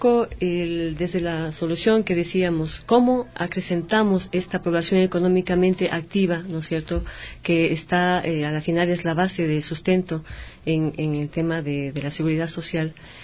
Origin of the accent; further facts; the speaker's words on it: Ecuador; que apelan al tema de que somos, los ecuatorianos somos vagos